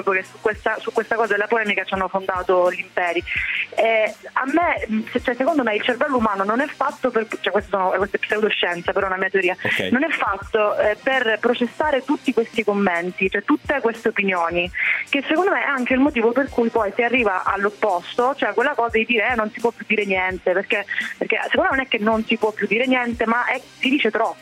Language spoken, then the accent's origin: Italian; Catania, Sicily, Italy; tutte perché sono di Catania